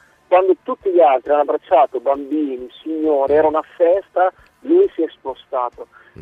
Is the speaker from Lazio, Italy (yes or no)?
no; Modena, Emilia-Romagna, Italy; Io sono di Modena, sono tifoso del Modena anche se siamo in Serie B da anni